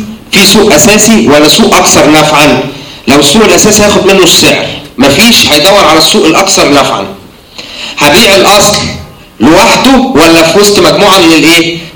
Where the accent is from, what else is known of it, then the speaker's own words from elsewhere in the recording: Egypt; الحاجة الوحيدة اللي احنا قريبة مننا كمصريين في مدخل الدخل